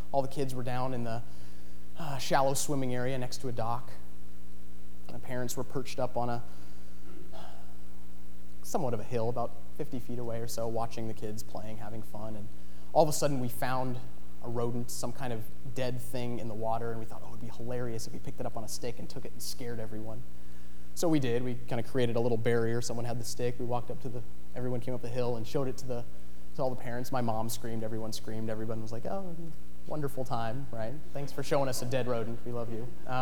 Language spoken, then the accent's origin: English; Ashland, Oregon, United States; Like I said, I was born in Ashland, and raised in a loving and caring family, a very religious family.